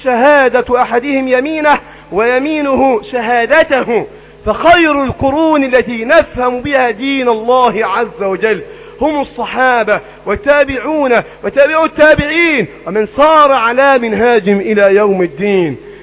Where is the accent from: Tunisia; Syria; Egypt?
Egypt; اللهم احفظ بلدنا مصر